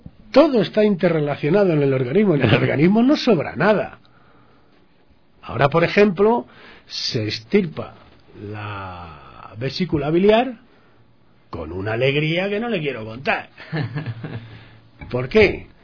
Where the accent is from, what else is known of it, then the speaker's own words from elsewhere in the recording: Madrid, Community of Madrid, Spain; Yo soy de Madrid, y en Madrid todo es seco, o sea, el frío es seco.